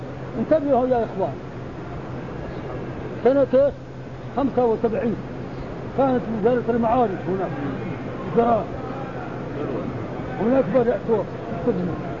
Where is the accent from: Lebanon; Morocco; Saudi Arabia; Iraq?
Morocco; Sahara; القراءة باللام عندنا في المغرب في الصحراء.